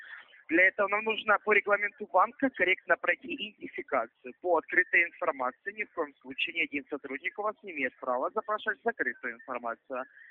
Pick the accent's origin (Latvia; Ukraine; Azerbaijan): Ukraine; now in Moscow, Russia; Я родом из Украины, вы правы.